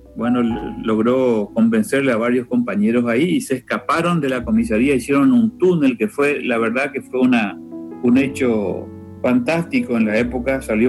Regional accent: Asunción, Paraguay; yo nací acá en Asunción y por esas cosas de la vida estoy viviendo a esta edad, tengo 64 años hoy, en la misma casa donde nací. Nací en este mismo lugar, en esta casa. Yo no nací en el hospital, sino debajo de unos árboles de mango que están aquí en el patio.

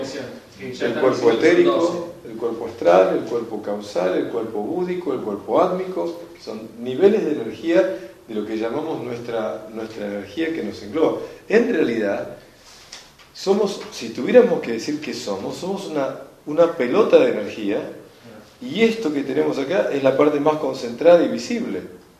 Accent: Argentina; porque somos argentinos los que estuvimos allá en la audiencia

